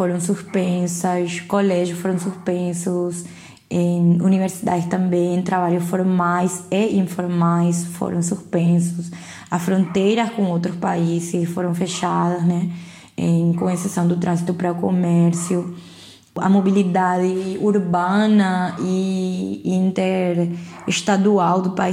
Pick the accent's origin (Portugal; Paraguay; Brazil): Paraguay; Portuguese is a second language; sou paraguaia, sou médica formada pela Universidade Federal de Pernambuco, mas atualmente, já na verdade faz uns 4 anos que eu estou morando no Paraguai de novo.